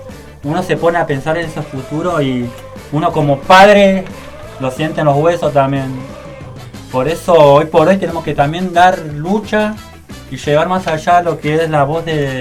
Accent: Argentina; seamos de Villa, seamos de donde seamos, lo estamos viviendo como argentinos, como gente también que vive acá en Argentina

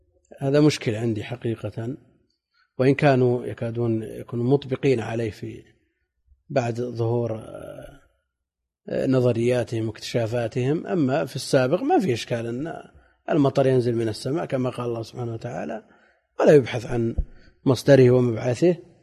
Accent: Najd, Saudi Arabia; وعندنا في نجد شدة الحر ولا أمطار

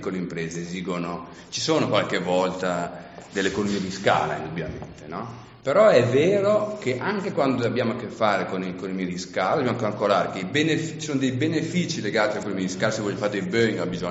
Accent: Lombardy, Italy; Ma la gente, una volta nel mio paese, vengo dalla provincia di Brescia

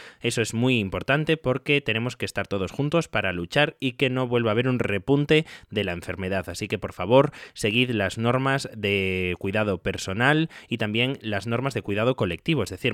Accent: Galicia, Spain; yo soy gallego y nunca había estado en Soria o en Guadalajara

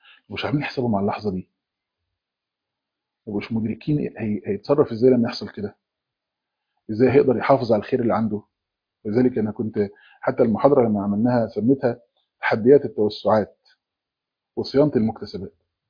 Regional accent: Egypt; زي ما بيقول عندنا في مصر،

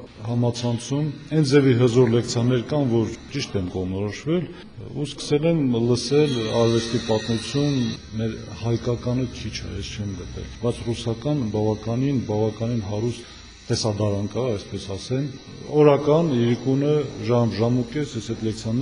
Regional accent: Berdashen, Nagorno-Karabakh, Azerbaijan; also born or lived in Stepanakert; Ծնվել եմ Բերդաշենում, Մարտունու շրջանի։ Դպրոցը մինչև 4-րդ դասարանը գյուղում եմ եղել, այնուհետև Ստեփանակերտ։

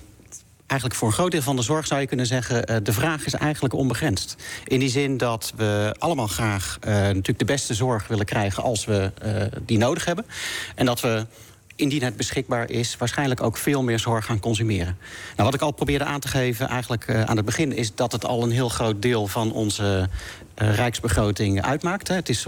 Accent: North Brabant, Netherlands; Ik ben in Brabant opgegroeid.

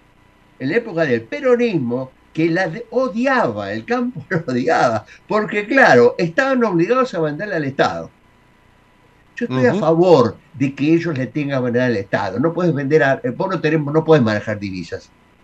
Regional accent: Buenos Aires, Argentina; nos quieren hacer creer a los porteños que somos más que un colombiano. Y eso no es así. Es la mezcla. Nosotros somos una mezcla.

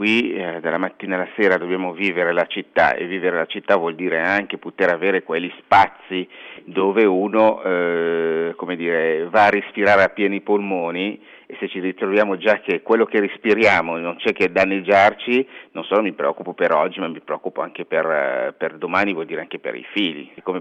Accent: Kinshasa, DR Congo; io sono cresciuto a Kinshasa, che è una città che conta 6 milioni di abitanti.

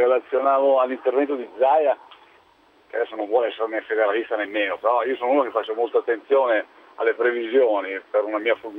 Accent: Milan, Lombardy, Italy; io sono di Milano

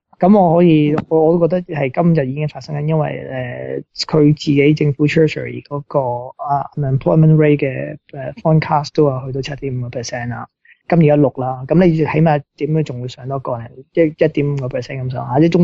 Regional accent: Australia; 咁即系作为一个澳洲人，我梗系维护本国利益噶啦

